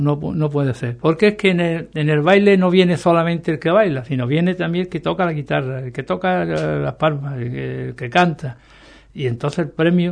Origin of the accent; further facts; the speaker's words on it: Ubrique, Andalusia, Spain; yo mi pueblo antes que nada, antes que nada, yo lo que quiero es promoción para mi pueblo